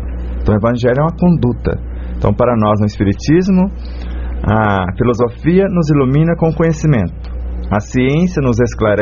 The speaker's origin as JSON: {"language": "Portuguese", "region": "Bahia", "country": "Brazil", "tie": "born or raised there", "said": "lá na minha terra, lá em Patambutela, na Bahia"}